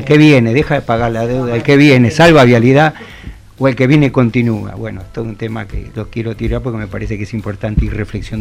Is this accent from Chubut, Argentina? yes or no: no; Avellaneda, Buenos Aires Province, Argentina; Yo vengo de Avellaneda, por ejemplo